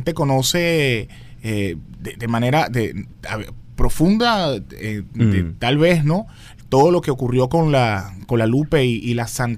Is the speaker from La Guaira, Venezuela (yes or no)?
yes; La Guaira, Venezuela; la gente de La Guaira, de donde yo soy